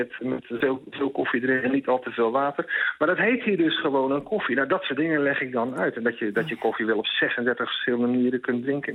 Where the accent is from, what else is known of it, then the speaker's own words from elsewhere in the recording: Netherlands; Ik denk dat als Nederlander word je een beetje opgevoed